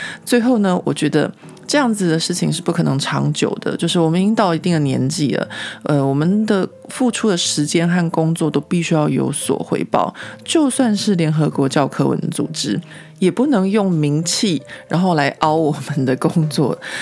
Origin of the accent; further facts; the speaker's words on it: Taiwan; 他们只是因为我是一个台湾人